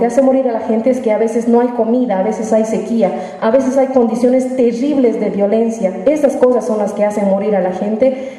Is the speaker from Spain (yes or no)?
no; Bolivia; mi Bolivia es mayoritariamente indígena